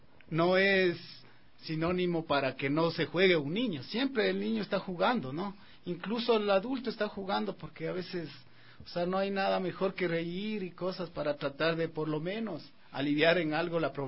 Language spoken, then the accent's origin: Spanish; Riobamba, Chimborazo, Ecuador; De hecho, yo soy de Riobamba.